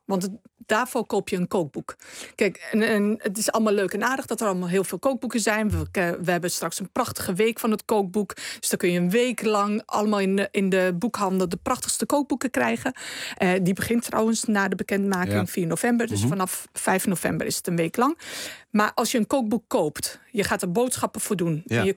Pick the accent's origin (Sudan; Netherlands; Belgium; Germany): Netherlands; Dus in de keuken zijn wij als Nederlanders sowieso al met de blik naar buiten en open.